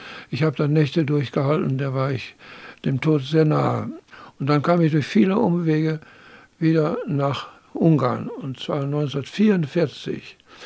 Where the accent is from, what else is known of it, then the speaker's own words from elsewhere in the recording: Münster, North Rhine-Westphalia, Germany; Also ich bin im Kreuzviertel der Stadt Münster aufgewachsen, bin geboren am 19. September 1925.